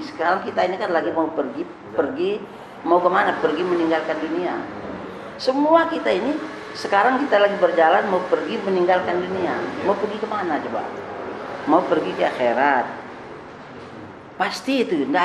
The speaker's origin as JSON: {"language": "Indonesian", "region": "West Nusa Tenggara", "country": "Indonesia", "tie": "born there", "moved": "as an adult", "lives_now": "Lampung, Indonesia", "said": "Saya kan dari tahun 66 di sini. Iya. Saya dari Sibujang, dari Sumbawa sana. Saya lahir. Tahun 66 saya masuk sini."}